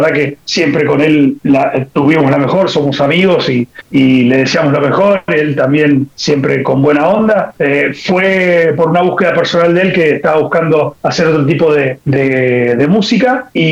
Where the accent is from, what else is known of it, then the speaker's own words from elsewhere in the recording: Buenos Aires, Argentina; justo están cerca del barrio donde vivo yo soy de Capital Federal, y yo estoy cerca de Mataderos, del barrio de Mataderos.